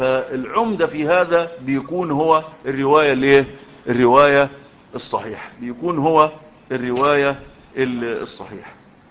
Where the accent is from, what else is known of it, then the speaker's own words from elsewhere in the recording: Egypt; في بلدنا مصر